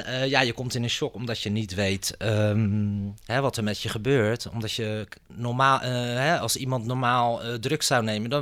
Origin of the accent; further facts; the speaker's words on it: Rotterdam, South Holland, Netherlands; Ik ben modeontwerper uit Rotterdam.